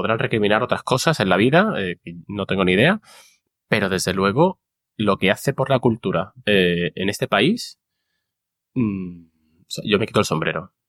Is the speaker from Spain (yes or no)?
yes; Málaga, Andalusia, Spain; Y que es en mi ciudad natal.